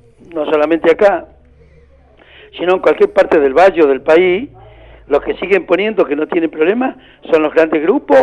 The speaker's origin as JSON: {"language": "Spanish", "town": "General Roca", "region": "Río Negro", "country": "Argentina", "said": "Yo soy de Roca, así que sí, lo conozco bien."}